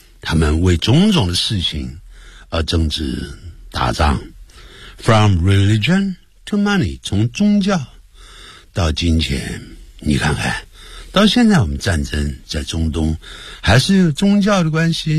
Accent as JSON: {"language": "Chinese", "country": "China", "said": "咦， you're from China, 你来自中国，因为我们中国人很多人都会念成been"}